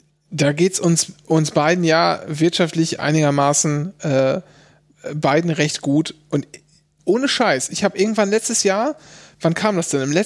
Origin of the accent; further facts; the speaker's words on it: Germany; ich bin Deutscher